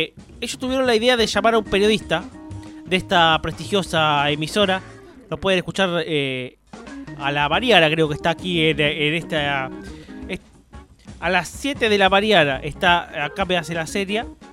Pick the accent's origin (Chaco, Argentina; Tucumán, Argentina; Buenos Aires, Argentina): Buenos Aires, Argentina; Bonaerense, señor. Bonaerense, Río Platense y bonaerense.